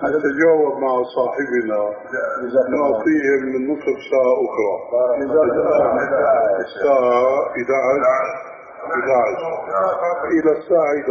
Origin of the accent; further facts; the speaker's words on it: Syria; وبيقولوا عندنا في الشام عبارة مأخوذة من حديث صحيح كتلة الشد بيرخي